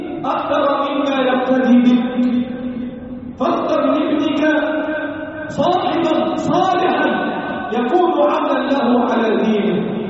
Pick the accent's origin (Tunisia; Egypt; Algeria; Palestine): Egypt; اللهم احفظ بلدنا مصر وسائر بلاد